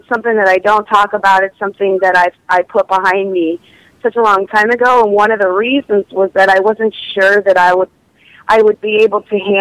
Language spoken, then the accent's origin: English; Prince Edward Island, Canada; And my father was American. But I was born and raised in Prince Edward Island, although I have the opportunity to travel back and forth between the two countries often.